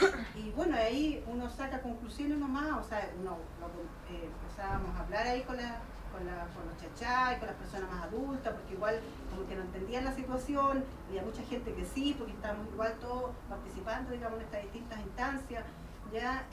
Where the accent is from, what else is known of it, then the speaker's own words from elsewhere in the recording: Temuco, Araucanía, Chile; yo soy de Temuco también, del territorio de Guadalmapo